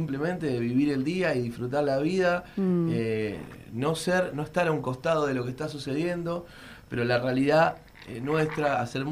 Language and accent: Spanish; Avellaneda, Buenos Aires Province, Argentina; yo soy de Avellaneda, de Piñeiro. En mi casa mis viejos escuchaban mucho folclore, muchísimo.